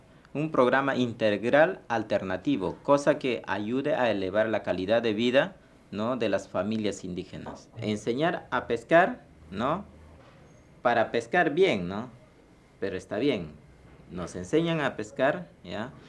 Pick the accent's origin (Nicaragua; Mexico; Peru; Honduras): Peru; Porque yo también soy peruano.